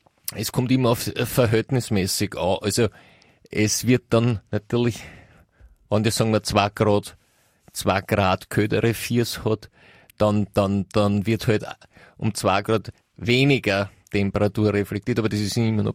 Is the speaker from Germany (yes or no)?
no; Austria; also zumindest nicht ich als Österreicher.